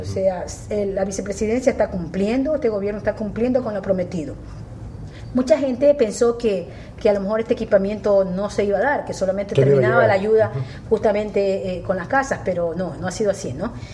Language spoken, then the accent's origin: Spanish; Chone, Manabí, Ecuador; soy una representante de mi cantón, soy una representante de la gente de mi tierra y tengo esa responsabilidad sobre mis hombres, y hasta el último día que yo esté en la concejalía pues estaré trabajando por Chone